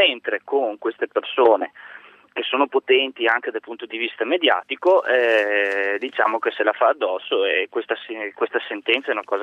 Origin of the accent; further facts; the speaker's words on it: Veneto, Italy; nella mia terra, nel Veneto